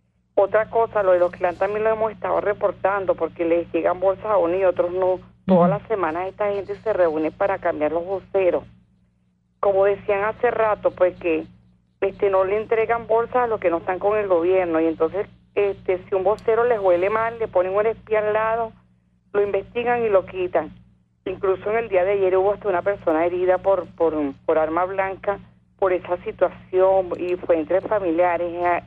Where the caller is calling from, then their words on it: Caracas, Capital District, Venezuela; Señora, la estoy llamando de aquí de la parroquia Junquito.